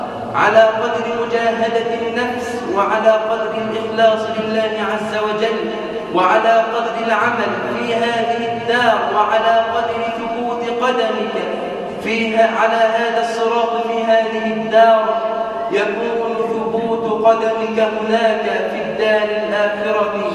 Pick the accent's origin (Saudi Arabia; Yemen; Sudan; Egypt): Egypt; اللهم اجعل بلدنا مصر